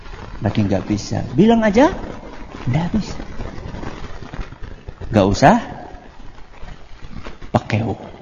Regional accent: Java, Indonesia; Karena kita ini orang Jawa. Orang Jawa itu dominan pekewuh.

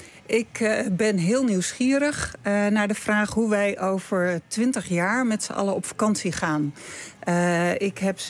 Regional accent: Friesland, Netherlands; Ik ben opgegroeid in Friesland.

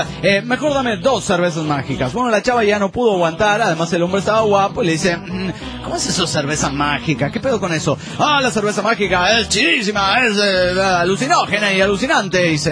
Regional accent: Cancún, Quintana Roo, Mexico; de Cancún, Quintana Roo, México.

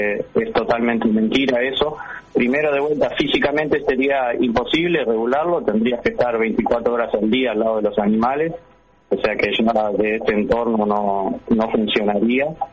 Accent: Uruguay; nosotros ya firmamos todos como uruguayos por el bienestar de los animales en nuestro país

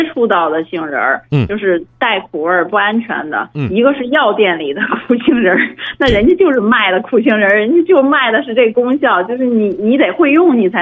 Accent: Beijing, China; 从小吃这个嘛，咱们北京人都知道。

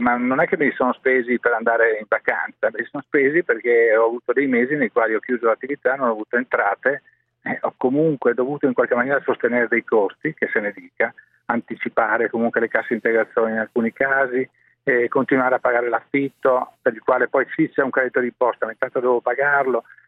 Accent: Venice, Veneto, Italy; Io sono veneziano, Venezia è una città che vive il turismo.

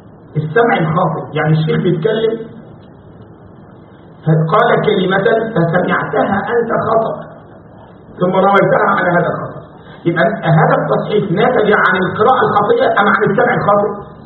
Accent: Egypt; عندنا في مصر يقول لك يا بخت منظره خفيف

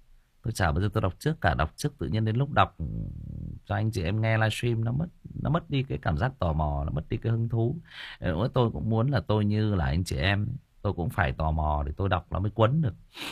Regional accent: Thai Nguyen, Vietnam; Chỉ có điều là em sinh ra và lớn lên ở Thái Nguyên. Đó. Em yêu cái nơi em được sinh ra và lớn lên này.

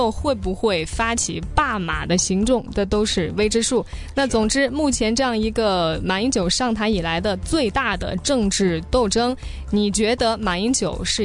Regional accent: Jiangxi, China; 在我老家在江西还真的有很多地方是有他的墨迹的、

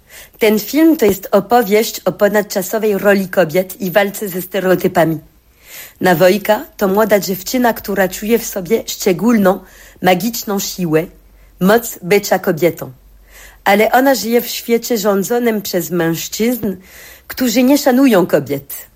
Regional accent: France; born there; Polish is a second language; Urodziłam się we Francji, ale bardzo jestem przywiązana do Polski. W Polsce czuję się francuską, ale we Francji czuję się Polką.

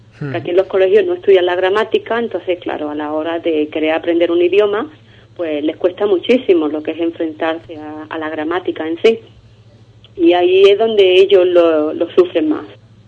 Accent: Ubrique, Andalusia, Spain; yo siempre llevo Ubrique muy dentro y hablo muy grande de mi pueblo porque lo es.

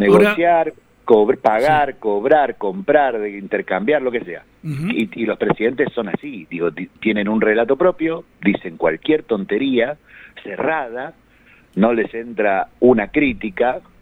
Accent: Argentina; como muchos argentinos, la pasamos muy mal con 200 puntos de inflación teniendo trabajo.

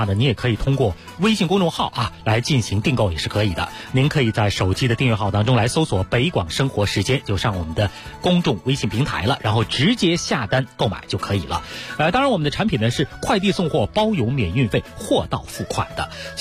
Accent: Beijing, China

